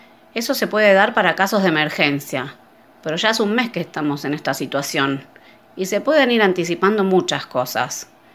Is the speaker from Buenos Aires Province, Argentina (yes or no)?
no; La Cumbre, Córdoba, Argentina; Y esto lo digo por mi pueblo, La Cumbre, pero parece que en muchas localidades de Punilla está pasando lo mismo.